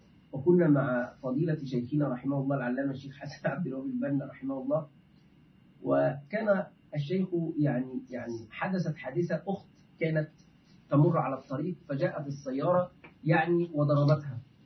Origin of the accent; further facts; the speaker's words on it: Egypt; عندنا في مصر يفعلون هذا